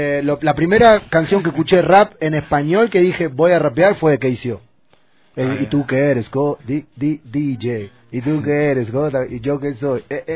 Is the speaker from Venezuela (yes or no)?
no; Argentina; also born or lived in Uruguay; mi padre y mi madre son uruguayos, mi abuela es brasilera, mi abuelo es italiano, yo soy el único argentino